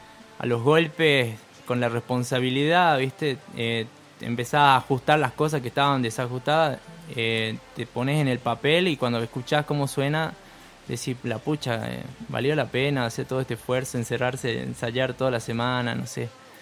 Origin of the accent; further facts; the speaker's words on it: Perico, Jujuy, Argentina; Somos de Perico, para el que no lo sabían.